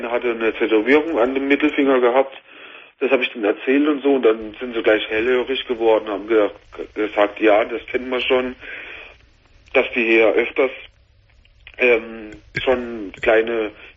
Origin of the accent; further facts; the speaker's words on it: Karlsruhe, Baden-Württemberg, Germany; Und ich komme aus Karlsruhe eigentlich vorher und so